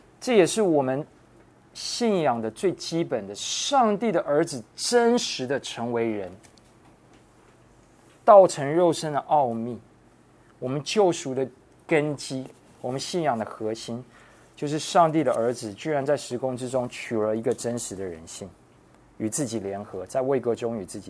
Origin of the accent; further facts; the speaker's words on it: United States; 我自己发现，因为我可能从小在美国长大，华人在争论的时候时常会觉得你是在针对我。